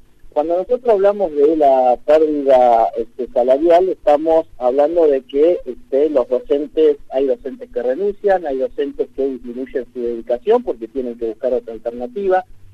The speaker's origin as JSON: {"language": "Spanish", "town": "San Antonio Oeste", "region": "Río Negro", "country": "Argentina", "said": "Yo soy de San Antonio, que soy rionegrino"}